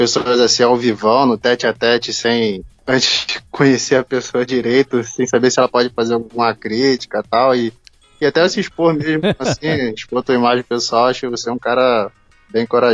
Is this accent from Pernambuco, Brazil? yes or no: no; Rio de Janeiro, Brazil; Coisa de carioca mesmo. Eu sou do Rio.